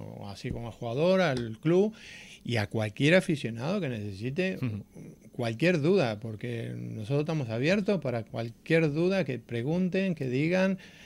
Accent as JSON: {"language": "Spanish", "town": "Miramar", "region": "Buenos Aires Province", "country": "Argentina", "tie": "born there", "said": "No, soy argentino, nacido en la ciudad de Miramar, la provincia de Buenos Aires."}